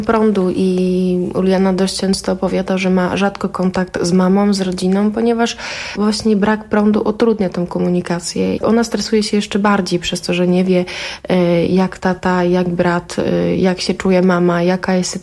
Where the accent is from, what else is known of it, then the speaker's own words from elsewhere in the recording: Ukraine; bo też jestem Ukrainką i też ten konflikt jest bardzo blisko i mojej rodzinie i mojemu sercu